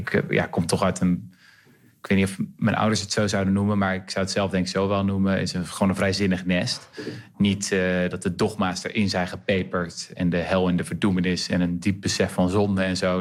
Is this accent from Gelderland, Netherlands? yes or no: no; Renesse, Zeeland, Netherlands; Ik kom trouwens zelf uit Renesse, ben ik geboren.